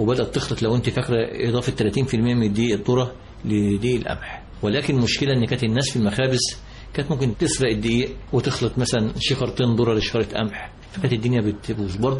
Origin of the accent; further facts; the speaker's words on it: Zifta, Gharbia, Egypt; انا من محافظه الغربيه، من زفت غربيه، من بيئه ريفيه، وكنت قائم بالزراعة